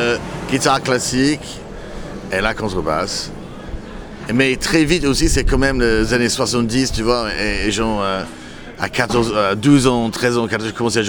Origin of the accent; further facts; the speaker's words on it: England, United Kingdom; French is a second language; parce que … était connu dans mon enfance en Angleterre.